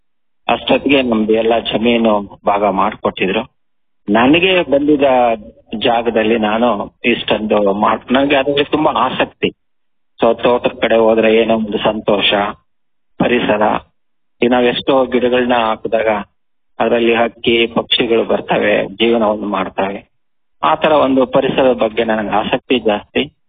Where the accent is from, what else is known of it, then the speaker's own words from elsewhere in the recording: Chikkanaramangala, Karnataka, India; ನಾನು ತುಮಕೂರಿನಲ್ಲಿ ಇದ್ದೇನೆ. ನಮ್ಮ ಊರು ಚಿಕ್ಕನಾರಮಂಗಲ ಗ್ರಾಮ, ಬೆಳ್ಳಾವಿ ಸೋಮಲಿ, ಆಮೇಲೆ ತುಮಕೂರು ತಾಲೂಕು ಮತ್ತೆ ತುಮಕೂರು ಡಿಸ್ಟಿಕ್ಗೆ ಬರುತ್ತೆ ಇದು. ಸೊ ನನಗೆ ಈಗ 55 ವರ್ಷ.